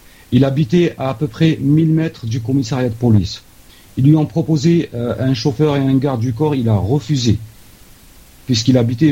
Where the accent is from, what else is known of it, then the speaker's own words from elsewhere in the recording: Annaba, Annaba Province, Algeria; Moi, je suis originaire de Annaba et j'habite à 500 mètres du centre culturel où il a été assassiné.